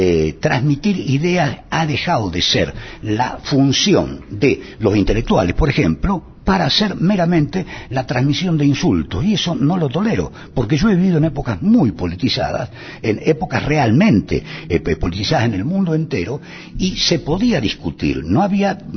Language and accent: Spanish; Argentina; Estoy tratando de ver si podemos entendernos como argentinos, aún siendo adversarios.